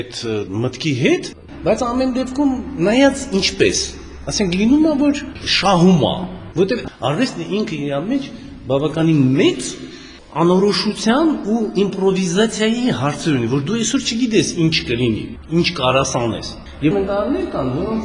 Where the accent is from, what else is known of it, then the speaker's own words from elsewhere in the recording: Nagorno-Karabakh, Azerbaijan; ես ծագումով Ղարաբաղցի եմ